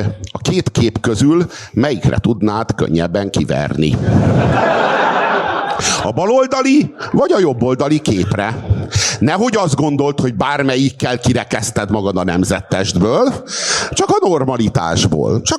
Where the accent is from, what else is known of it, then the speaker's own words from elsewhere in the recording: Hungary; Bazd meg, magyar vagyok!